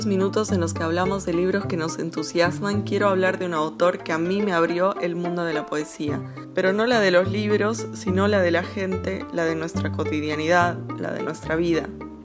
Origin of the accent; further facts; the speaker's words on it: Entre Ríos, Argentina; now in Buenos Aires, Argentina; Soy entrerriano, medio tucumano y salteño en Buenos Aires. Una especie de entrerriano, etcétera, etcétera, hasta la muerte, que vive en Buenos Aires.